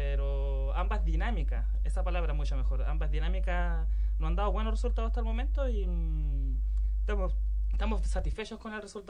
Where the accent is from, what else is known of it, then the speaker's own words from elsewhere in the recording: Iquique, Tarapacá, Chile; also born or lived in Santiago; Nosotros somos los cuatro, somos iquiqueños netos, nacido y criado acá en Iquique, y por distintas razones, circunstancias, nos fuimos a Santiago, Valparaíso, Viña del Mar, por estudios, trabajo principalmente. Luego de una larga estadía allá, en mi caso 12 años en Santiago